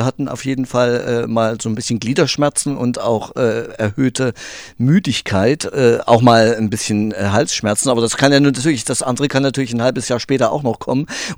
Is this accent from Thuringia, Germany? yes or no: yes; Thuringia, Germany; Ich bin ja aus Thüringen